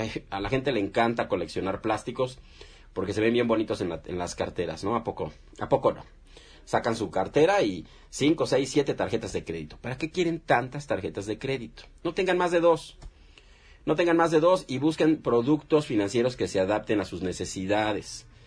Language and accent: Spanish; Mexico; Somos de México, mi estimado Fabricio. Somos mexicanos